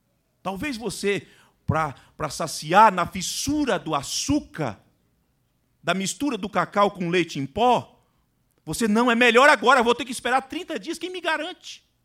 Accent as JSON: {"language": "Portuguese", "town": "Vitória", "region": "Espírito Santo", "country": "Brazil", "said": "eu vim do estado do Espírito Santo. Vitória do Espírito Santo. Cidade linda, maravilhosa, com praias bonitas. Um clima completamente diferente."}